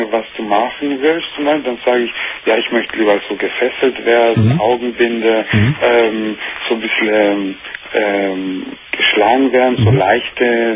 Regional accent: Italy; Ja, ich bin Italiener und also halb halb.

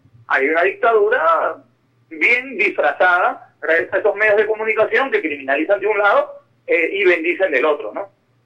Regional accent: Peru; región, como le llamamos en mi país, solamente en una región se llevó 20 mil millones de dólares en los últimos 10 años, y esa región es la tercera más pobre del Perú.

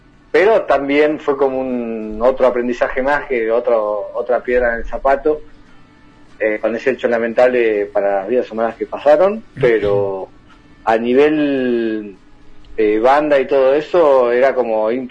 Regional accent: Hurlingham, Buenos Aires Province, Argentina; Yo soy de Hurlingham, sí.

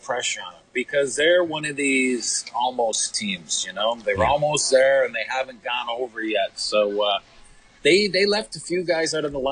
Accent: Canada; I'm Canadian

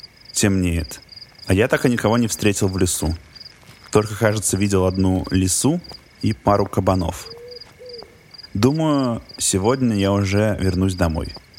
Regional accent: Moscow, Russia; now in Scotland, United Kingdom; Я москвич, которому случилось переехать в замок в Шотландии. Я тут живу, кажется, уже несколько месяцев.

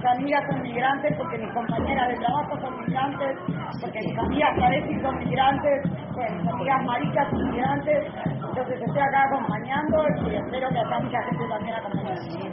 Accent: Argentina; estoy acompañando esta movilización de las y los migrantes porque como Argentina me parece que es nuestra obligación acompañar a todas las personas migrantes que hacen de este país un país mejor

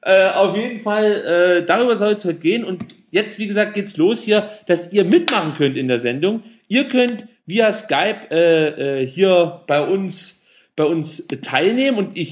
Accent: East Germany, Germany; Ich komme ja aus dem Wilden Osten.

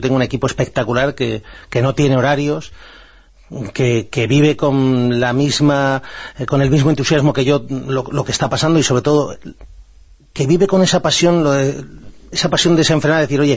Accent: Spain; yo me considero un patriota, me considero español

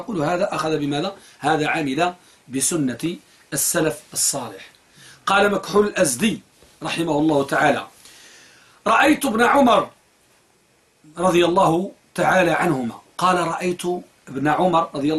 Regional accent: Morocco; ولا سيما أخص بلادنا المغرب

